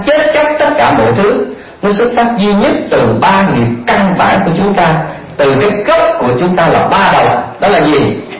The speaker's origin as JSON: {"language": "Vietnamese", "region": "Vĩnh Long", "country": "Vietnam", "said": "Đại quê tôi đợi Vĩnh Long à, chính tỉnh miền Tây là ngứa là đồng bằng sông Cửu Long."}